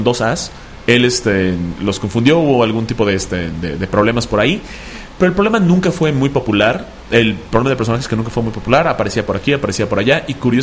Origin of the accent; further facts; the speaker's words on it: Mérida, Yucatán, Mexico; nos escuchan desde Mérida, Yucatán. Mi tierra.